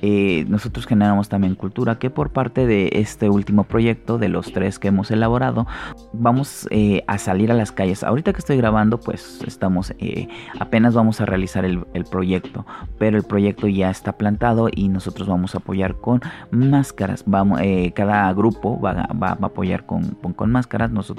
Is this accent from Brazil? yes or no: no; Mexico City, Mexico; yo no soy de Jojutla, Morelos, pero yo soy de la Ciudad de México y me han adoptado muy bien.